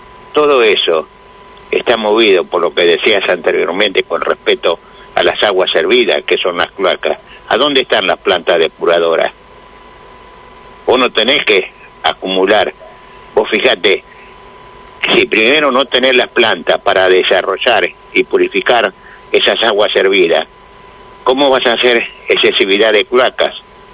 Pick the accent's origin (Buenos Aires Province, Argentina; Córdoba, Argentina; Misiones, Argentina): Buenos Aires Province, Argentina; Chascomús; Soy de Chascomú.